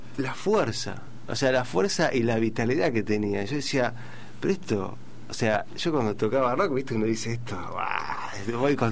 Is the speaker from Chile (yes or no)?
no; El Palomar, Buenos Aires Province, Argentina; yo vengo de Palomar, ¿no? Yo soy de Palomar